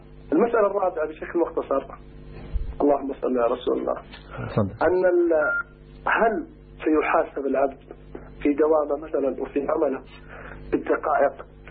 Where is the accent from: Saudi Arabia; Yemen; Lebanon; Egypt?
Saudi Arabia; علشان أصل للشيخ وأنا من السعودية يستاهل لو انتظر على الخط 3 أيام.